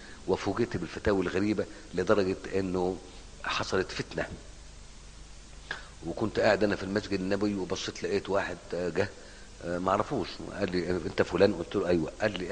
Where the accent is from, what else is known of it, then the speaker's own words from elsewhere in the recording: Egypt; انت مالك ومالنا احنا مصريين بنتكلم مع بعض